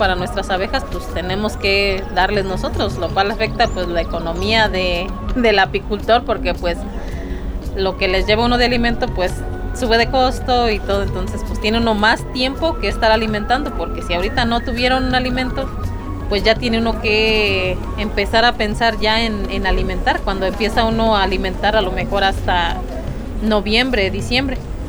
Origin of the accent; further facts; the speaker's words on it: Ciénega de Juana Ruiz, Guanajuato, Mexico; soy de Ciénega de Juana Ruiz, municipio de San Miguel de Allende.